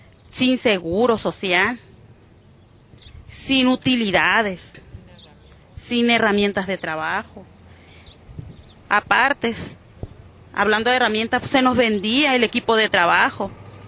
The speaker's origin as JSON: {"language": "Spanish", "town": "Santa Rosalía", "region": "Baja California Sur", "country": "Mexico", "said": "Soy del municipio de Mulegé, Santa Rosalía, Baja California."}